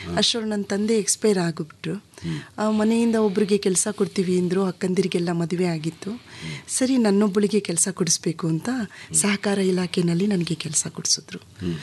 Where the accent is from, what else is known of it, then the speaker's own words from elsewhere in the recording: Ramanagara, Karnataka, India; born there; also born or lived in Mandya; Sir, ಅವರಿಗೆ ರಾಮನಗರದಲ್ಲಿ, ಅದೇ ಊರು ನಮ್ಮ ಹುಟ್ಟೂರಿನಲ್ಲೂ ಇತ್ತು.